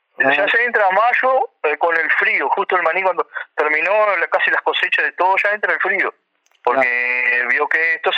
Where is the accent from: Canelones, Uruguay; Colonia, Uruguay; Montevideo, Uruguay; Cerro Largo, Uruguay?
Cerro Largo, Uruguay; Yo soy de Cerro Largo, estoy en la zona de Cerro Largo. De Cerro.